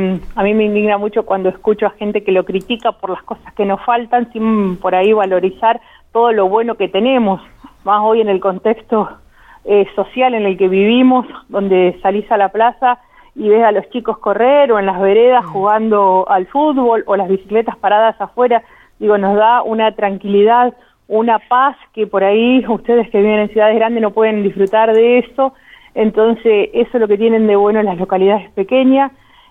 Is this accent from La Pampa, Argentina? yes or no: yes; Arata, La Pampa, Argentina; yo nací acá en Arata, fui alumna del colegio que organiza la fiesta